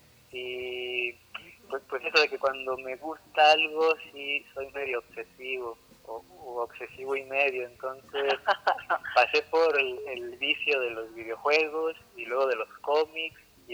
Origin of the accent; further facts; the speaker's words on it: Torreón, Coahuila, Mexico; Yo soy de Torreón.